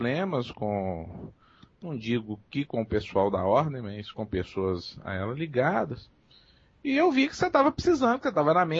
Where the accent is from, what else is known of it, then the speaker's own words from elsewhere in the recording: Belo Horizonte, Minas Gerais, Brazil; Eu sou de Minas. Eu sou aqui de Belo Horizonte.